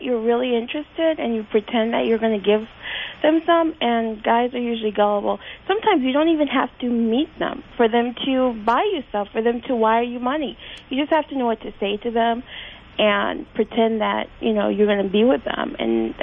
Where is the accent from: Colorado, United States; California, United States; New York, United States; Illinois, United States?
New York, United States; But I'm from New York, but I used to go up there